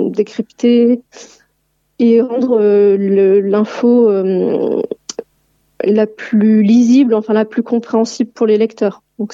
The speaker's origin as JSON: {"language": "French", "town": "Limoges", "region": "Nouvelle-Aquitaine", "country": "France", "said": "Alors moi je suis originaire de Limoges."}